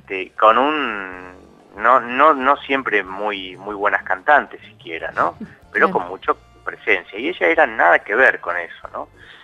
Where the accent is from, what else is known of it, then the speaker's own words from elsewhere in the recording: Buenos Aires, Argentina; Ahora están ahí en La Plata, yo soy de Capital, pero voy a estar en La Plata el jueves 25.